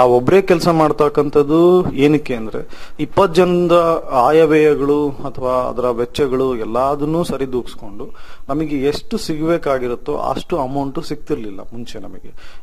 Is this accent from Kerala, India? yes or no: no; Anaveri, Karnataka, India; ನನ್ನ ಸ್ವಂತ ಊರು ಬಂದು ಆನವೇರಿ, ಭದ್ರಾವತಿ ತಾಲೂಕು, ಶಿವಮೊಗ್ಗ ಡಿಸ್ಟಿಕ್. ನಮ್ಮ ತಂದೆ ತಾಯಿ ಹಾಗೂ ಪೂರ್ವಜರು ಎಲ್ಲರೂ ಕೂಡ ವ್ಯವಸಾಯದಲ್ಲೇ ಇದ್ದಾರೆ